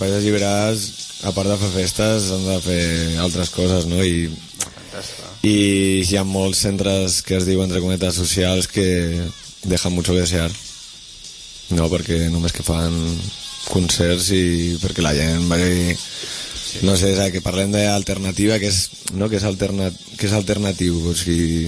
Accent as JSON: {"language": "Catalan", "town": "Madrid", "region": "Community of Madrid", "country": "Spain", "said": "nosaltres que venim de Madrid, que és una... Jo quan he arribat aquí he vist que les festes dels barris"}